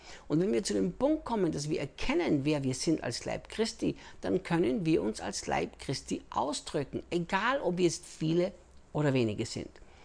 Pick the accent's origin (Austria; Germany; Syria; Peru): Austria; also born or lived in United States; now in Brazil; ich bin Österreicher, in Österreich geboren, in Österreich aufgewachsen, lebte dann 10 Jahre in den Vereinigten Staaten, arbeitete bei Morningstar Ministries mit Rick Chonamit und lebe seit 8 Jahren, jetzt fast 9 Jahren schon hier in Brasilien